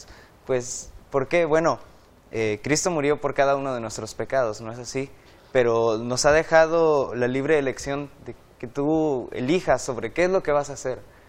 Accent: Río Bravo, Tamaulipas, Mexico; tengo 19 años, estudio licenciatura en Teología y soy de Río Bravo, Tamaulipas.

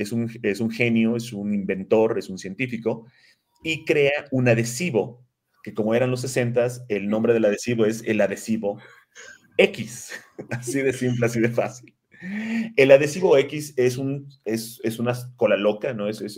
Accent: Cancún, Quintana Roo, Mexico; now in Mexico City, Mexico; Yo cuando me mudé a México, de Cancún, yo soy de Cancún originalmente, me vine a México

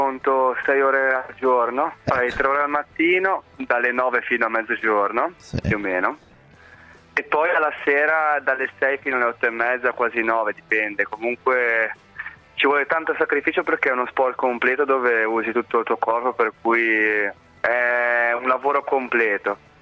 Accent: Savona, Liguria, Italy; also born or lived in Budapest, Hungary; Io fortunatamente sono nato a Budapest, si chiama ungherese, però mio padre è da un italiano a 2 o 3 mesi, ma subito portato a Savona, per cui ho vissuto 27 anni in Italia.

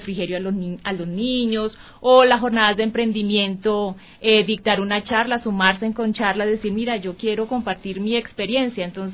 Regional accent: Colombia; moved away; a pesar de que ya no estemos en nuestro territorio, seguimos siendo colombianos, nuestra identidad no se pierde

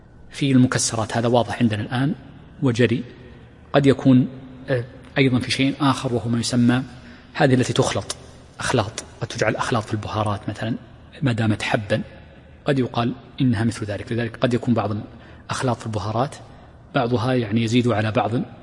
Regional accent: Riyadh Province, Saudi Arabia; accent: Najdi; هذه اللهجة التي عندنا هنا في الرياض ونجد ونحوها

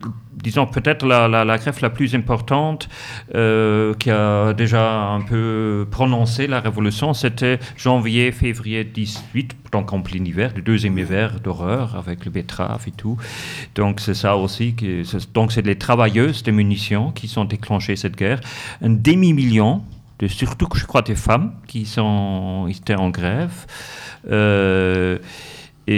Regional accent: Munich, Bavaria, Germany; J'ai dit ça aussi parce que je suis de Munich

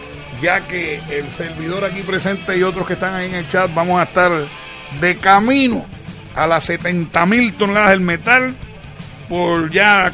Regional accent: Puerto Rico; Y vamos como 20 puertorriqueños. Vamos a ver si este año le ganamos a los mexicanos.

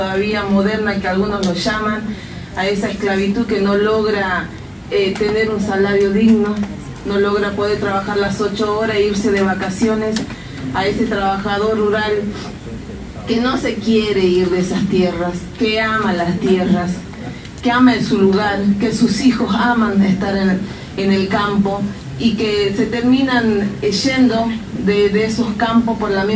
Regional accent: Salta, Argentina; Nosotros venimos de Salta, un viajecito de más de 20 horas

